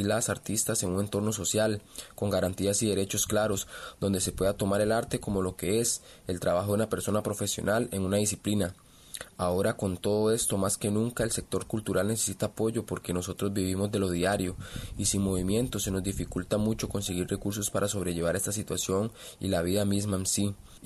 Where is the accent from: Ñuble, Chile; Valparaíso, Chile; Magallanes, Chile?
Magallanes, Chile; Punta Arenas; de Punta Arenas, soy artista callejero y artesano.